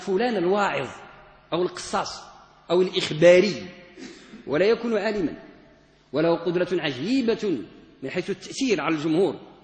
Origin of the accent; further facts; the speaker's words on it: Morocco; عندنا في المغرب نقص شديد في ما يتعلق بمستوى صناعة الوعظ والإرشاد والخطابة